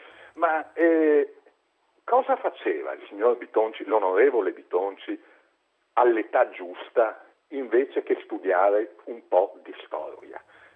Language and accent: Italian; Venice, Veneto, Italy; Anzi, come veneziano penso di poter affermare con assoluta certezza che Venezia è sempre stato per più di mille anni un faro di tolleranza.